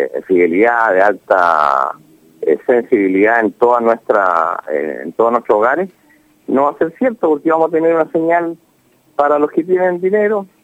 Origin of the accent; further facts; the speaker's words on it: Chile; estaba simplemente reaccionando como un chileno frustrado